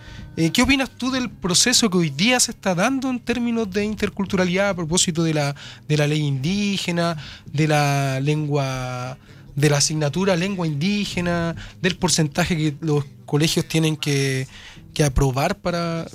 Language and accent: Spanish; Chile; mientras nosotros tampoco cambiemos nuestra mentalidad como chilenos, va a ser difícil que podamos